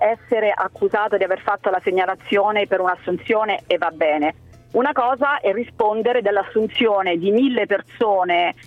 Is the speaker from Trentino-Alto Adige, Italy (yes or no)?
no; Rome, Lazio, Italy; Io sono nata a Roma e vivo a Roma da 50 anni.